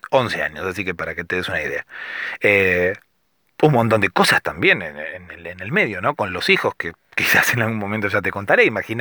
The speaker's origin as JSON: {"language": "Spanish", "country": "Argentina", "said": "Soy argentino. Tengo 35 años"}